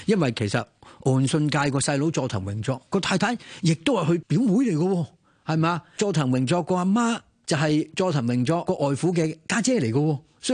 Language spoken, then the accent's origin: Cantonese; China; 如果我哋中國人角度嚟講，係難以接受嘅